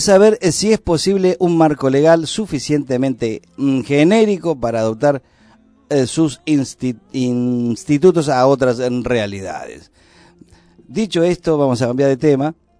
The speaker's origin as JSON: {"language": "Spanish", "country": "Argentina", "said": "Somos grandes los argentinos."}